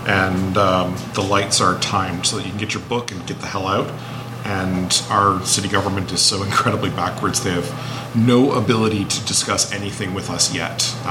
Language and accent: English; Hamilton, Ontario, Canada; You all know that we're from Hamilton, right?